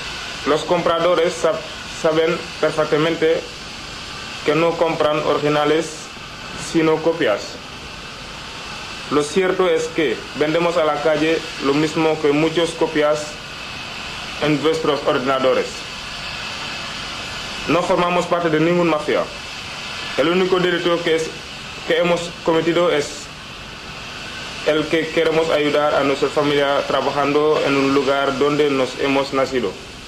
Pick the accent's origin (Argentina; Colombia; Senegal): Senegal; now in Spain; soy de Senegal, llevo menos de 2 años en España.